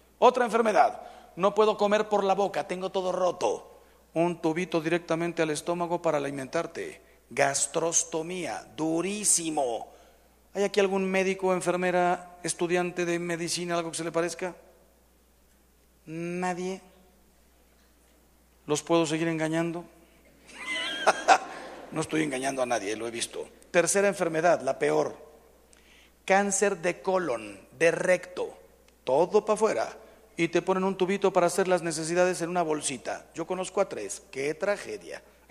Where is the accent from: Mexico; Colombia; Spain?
Mexico; Yo le dije, ¿sabes qué? Soy mexicano.